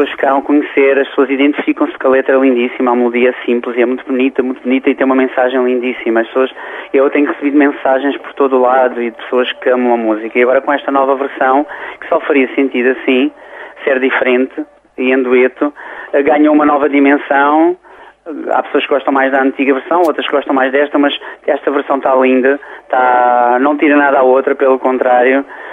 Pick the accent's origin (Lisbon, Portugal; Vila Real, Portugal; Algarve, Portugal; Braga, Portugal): Algarve, Portugal; Loulé; Algarvia, como eu sou de Loulé.